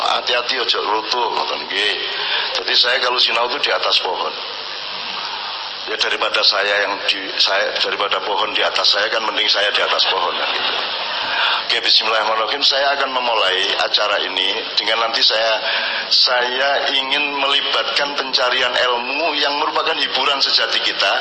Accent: Jombang, East Java, Indonesia; also born or lived in Ponorogo; Kampung dan rumah pertama saya adalah Menturo Sumomito Jombang.

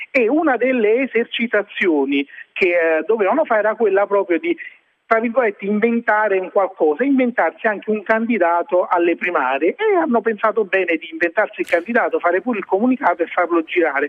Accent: Naples, Campania, Italy; Voglio dire, da buon napoletano un po' superstizioso

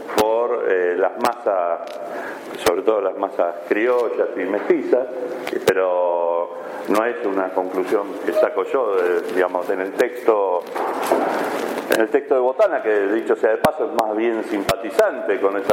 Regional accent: Argentina; born there; Yo nací en esta ciudad y creo que nací en Argentina, estoy casi convencido. Y muy probablemente me muera en Argentina.

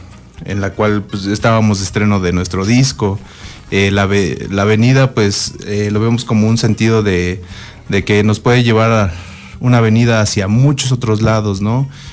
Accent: Amecameca, State of Mexico, Mexico; nosotros nos consideramos como una banda de la región de los volcanes, no tanto de Ameca, aunque sí, obviamente, los que somos de Ameca siempre que salimos a tocar a otro lado, pues llevamos la bandera de amecamequense, ¿no? Pero somos de la región

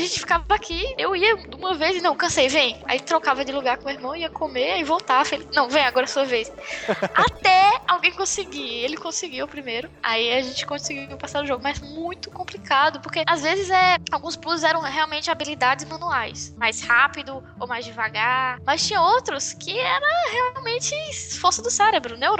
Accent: Brazil; Aí eu, como brasileiro, fico, cara, eu não gosto de bossa nova

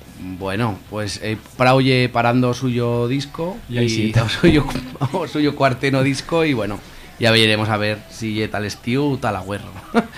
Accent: Aragon, Spain; Y que, pues sí, también somos de aquí de Aragón

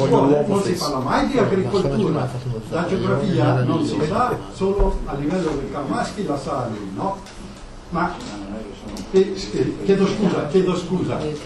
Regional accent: Trentino-Alto Adige, Italy; essendo anche trentino era un po' sbilaneggiato

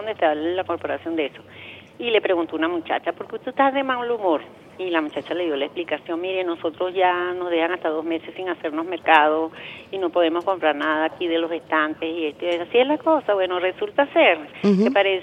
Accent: Venezuela; born there; Porque yo nací aquí en Venezuela y aquí me quiero morir. Yo amo mi país.

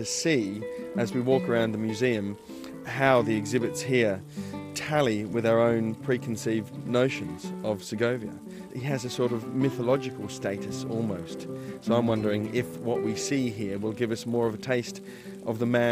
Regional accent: Perth, Western Australia, Australia; he played in my hometown of Perth in Western Australia.

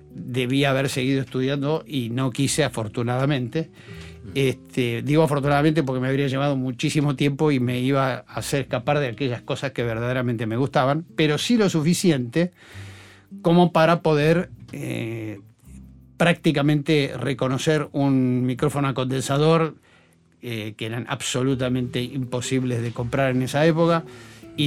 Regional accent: Buenos Aires, Argentina; porque yo soy esencialmente porteño

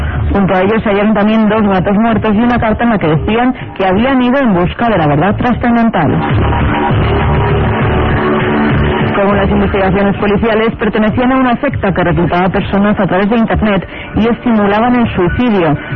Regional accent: Tabernes Blanques, Valencian Community, Spain; de Tabernes Blanques.

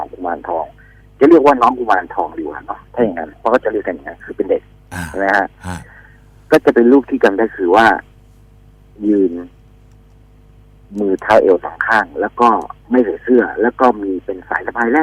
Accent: Prachuap Khiri Khan, Thailand; แล้วช่วงนั้นที่ผมอยู่ที่ประจวบเนี่ยคืออยู่ในค่ายธนรัตน์ปางบุรีร

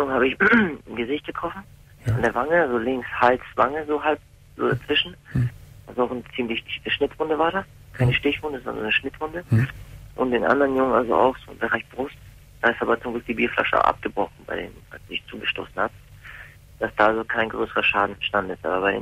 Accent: Hamburg, Germany; Also ich komme aus Hamburg, habe ein sehr schweres Leben gehabt, bin in Problemstadtteilen aufgewachsen, in Asylheim. Ich komme aus dem ehemaligen Jugoslawien

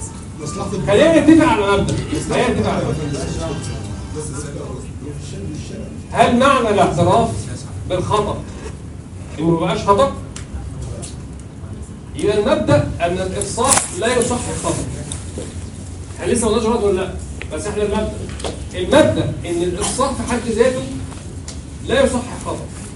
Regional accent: Egypt; طبعا الكلام ده عندنا في مصر كل شيء واجب

